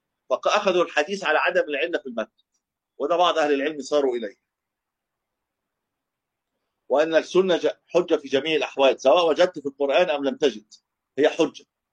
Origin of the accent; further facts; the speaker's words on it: Egypt; وابتدى بقى ينتشر حتى عندنا في مصر